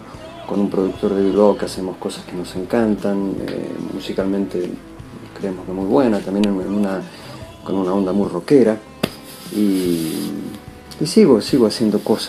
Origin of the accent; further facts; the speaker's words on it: Buenos Aires, Argentina; now in Spain; 4 años que estuve aquí en Buenos Aires. Soy porteño, he crecido en Buenos Aires, así que quiero muchísimo esta ciudad y es como una extensión de mi casa.